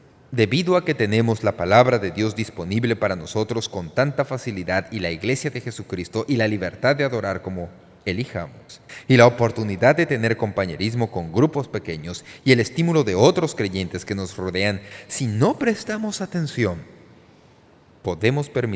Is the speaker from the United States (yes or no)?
yes; United States; Muchos de nosotros que nacimos y crecimos en los Estados Unidos de América, nos criamos en hogares cristianos